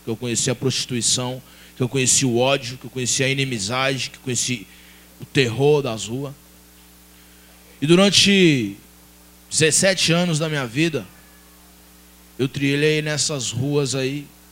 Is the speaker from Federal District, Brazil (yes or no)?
no; Belo Horizonte, Minas Gerais, Brazil; moved away as an adult; now in Diadema, Brazil; eu vim embora de Belo Horizonte, larguei para trás mãe, filho, mulher, irmão, parceiro, e vim para Diadema, do nada. Comecei minha vida aqui